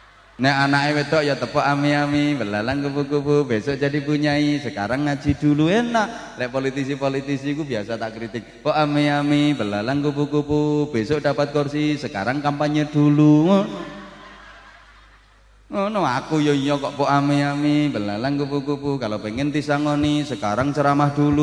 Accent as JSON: {"language": "Indonesian", "town": "Bojonegoro", "region": "East Java", "country": "Indonesia", "said": "Ini versi daerah saya Bojonegoro."}